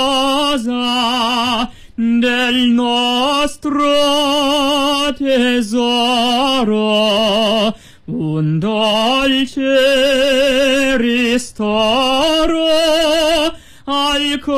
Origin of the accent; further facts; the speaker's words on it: Guangdong, China; 小时候在广东长大